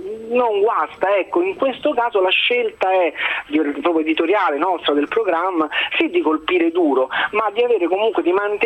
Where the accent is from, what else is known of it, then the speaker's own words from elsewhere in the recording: Rome, Lazio, Italy; sono romano, tanto di cappello